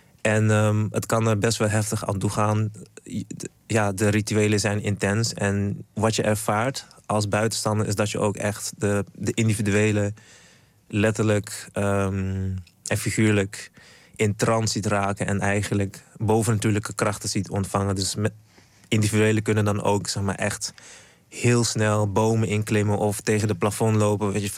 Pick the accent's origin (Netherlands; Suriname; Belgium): Suriname; Ik kom natuurlijk uit Suriname. En een van de dingen waarmee ik ben opgegroeid is bijvoorbeeld Winti.